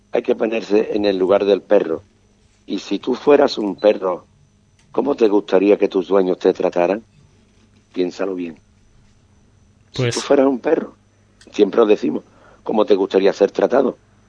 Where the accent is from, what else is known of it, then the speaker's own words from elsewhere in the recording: Ubrique, Andalusia, Spain; mi pueblo, el pueblo de Ubrique